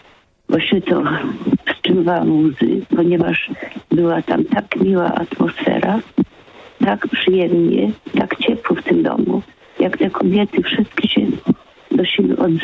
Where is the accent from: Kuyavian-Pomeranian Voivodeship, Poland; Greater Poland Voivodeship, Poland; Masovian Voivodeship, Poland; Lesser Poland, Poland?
Kuyavian-Pomeranian Voivodeship, Poland; Nakło nad Notecią; pan, który z mojego rodzinnego miasta dzwonił z Nakła